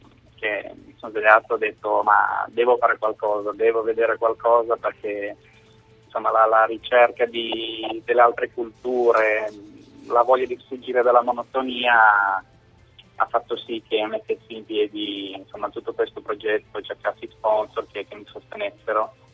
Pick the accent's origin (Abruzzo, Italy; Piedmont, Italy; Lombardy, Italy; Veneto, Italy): Piedmont, Italy; Cuneo; now in Norway; io sono di Cuneo, sono fatto sud Francia, nord Spagna, Portogallo, di nuovo Spagna, Francia, Irlanda, Inghilterra e poi adesso sono in Norvegia.